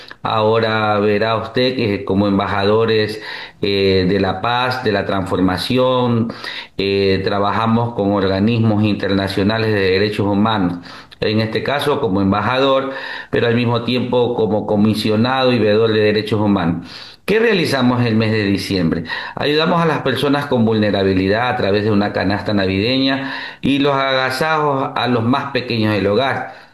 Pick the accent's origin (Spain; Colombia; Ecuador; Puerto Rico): Ecuador; esa hermandad que debemos vivir como ecuatorianos, eso es hacer patria